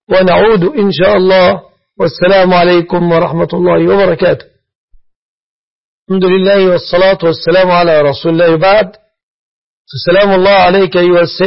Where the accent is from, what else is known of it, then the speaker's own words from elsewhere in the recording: Egypt; فلا أعلم في بلادنا مصر بنكا إسلاميا